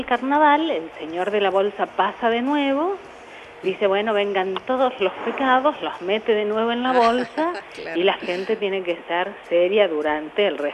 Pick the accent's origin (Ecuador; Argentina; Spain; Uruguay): Argentina; Salta; De Salta Capital, sí.